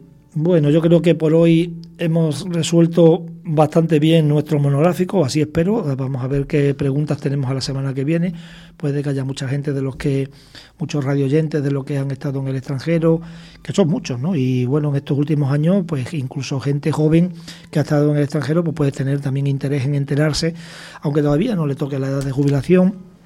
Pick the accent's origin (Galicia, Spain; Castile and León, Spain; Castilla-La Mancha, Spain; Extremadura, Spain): Extremadura, Spain; Badajoz; Yo cuando estaba en mi tierra, en Badajoz, para llegar a Mérida, que eran 60 kilómetros, tardaba 20 minutos.